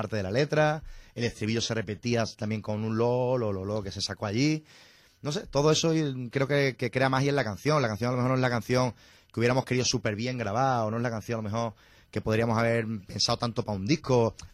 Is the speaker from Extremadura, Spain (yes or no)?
yes; Zafra, Extremadura, Spain; ninguno somos de Badajoz. Uh-huh. Miguel es de Cádiz, de Conil de la Frontera, Jorge es cacereño y yo soy de Zafra. Y por la vida, pues terminamos todos en Badajoz